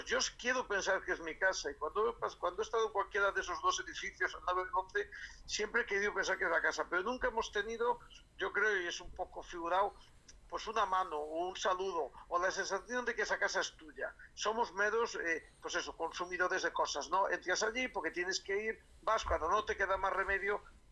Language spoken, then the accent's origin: Spanish; Galicia, Spain; moved away as an adult; now in Madrid, Spain; pues ya toda la vida pues de un gallego en Madrid pues que ha ejercido o que ejerce el derecho pues como puede, como sabe